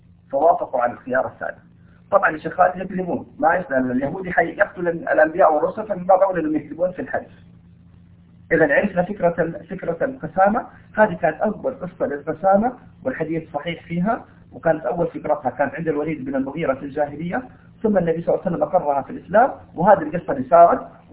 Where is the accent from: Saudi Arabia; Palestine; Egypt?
Saudi Arabia; Taif, Makkah Province; أنا من أهل الطائف الآن،